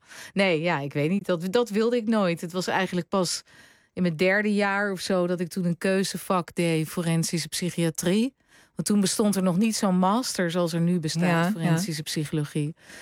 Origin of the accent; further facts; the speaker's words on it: The Hague, South Holland, Netherlands; Toen ging ik in Den Haag, waar ik vandaan kom, op kamers.